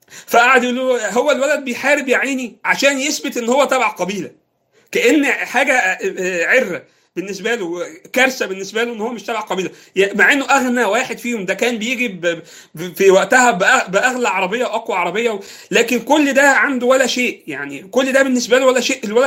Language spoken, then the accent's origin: Arabic; Egypt; إحنا بالنسبة لنا كمصريين يعني